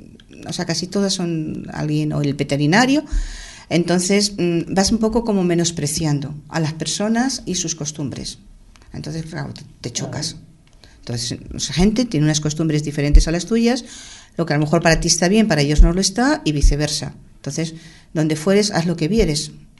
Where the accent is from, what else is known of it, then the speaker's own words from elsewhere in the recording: Madrid, Community of Madrid, Spain; moved away; De vivir Madrid capital a irme a un pueblo pequeñito. Unas costumbres distintas, un idioma distinto, una forma de pensar distinta